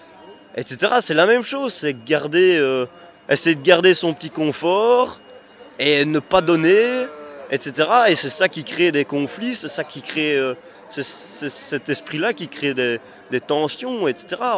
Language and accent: French; Wallonia, Belgium; Moi, je suis wallon